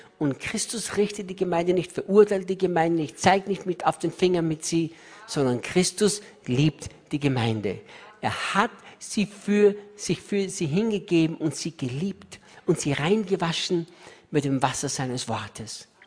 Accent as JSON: {"language": "German", "country": "Austria", "said": "Ich bin Österreicher, hatte nichts gegen die Schweiz, niemals. Wir Österreicher denken, die Schweiz ist ein geniales Land."}